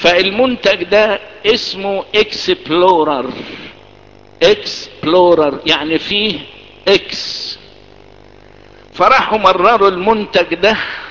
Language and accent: Arabic; Egypt; وازاي يتقال الكلام ده في القرن العشرين في بلدنا مصر واحنا اصل البلد